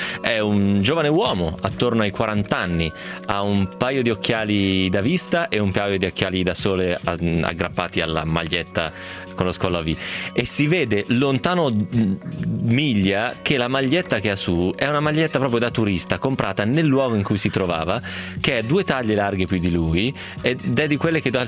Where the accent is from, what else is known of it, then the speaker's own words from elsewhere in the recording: Trecate, Piedmont, Italy; c'era un tizio delle mie parti, di Trecate